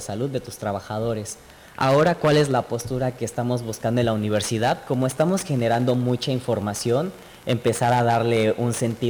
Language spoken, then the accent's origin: Spanish; State of Mexico, Mexico; De hecho, en el centro de la República no pasa. Yo soy del Estado de México.